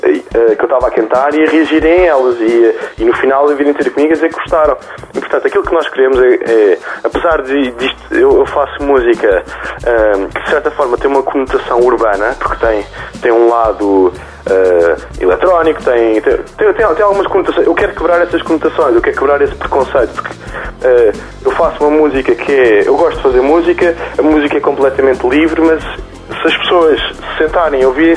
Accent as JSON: {"language": "Portuguese", "region": "Lisbon", "country": "Portugal", "also_born_or_lived": "London", "lives_now": "Alvito, Portugal", "said": "eu sou lisboeta. Eu sou um lisboeta que foi para Londres e depois de Londres ficou farto de grandes cidades e foi ver para o Alvito. E portanto eu sou um alvitense de adoção e de coração."}